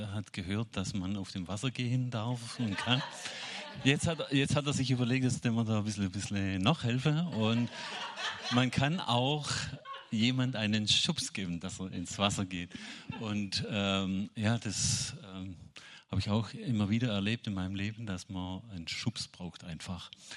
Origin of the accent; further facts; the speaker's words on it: Baden-Württemberg, Germany; Ich bin auch Schwabe.